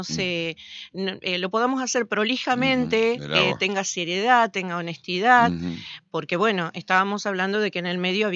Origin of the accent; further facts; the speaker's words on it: Victoria, Entre Ríos, Argentina; now in Paraná, Argentina; Yo vivo en Paraná. Soy de Victoria, pero vivo hace muchos años en Paraná.